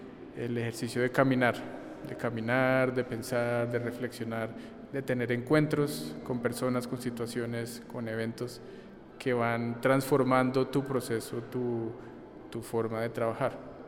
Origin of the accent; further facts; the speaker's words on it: Bogotá, Colombia; soy artista de Bogotá.